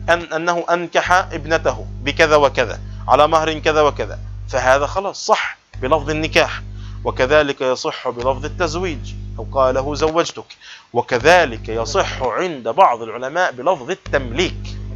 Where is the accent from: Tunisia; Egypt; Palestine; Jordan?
Palestine; عندنا في بلاد الشام وفلسطين نسميها التأجير